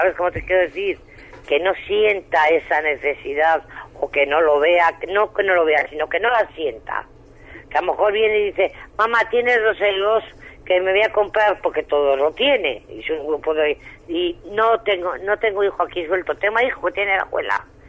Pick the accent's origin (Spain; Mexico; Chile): Spain; Santovenia de Pisuerga, Castile and León; Yo soy de Santo Venia